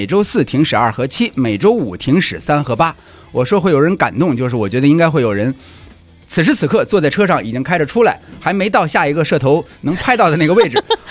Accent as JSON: {"language": "Chinese", "region": "Beijing", "country": "China", "tie": "born or raised there", "said": "其实我们这一代人小时候在北京城里面是经常有机会见到马车、骡车、驴车的"}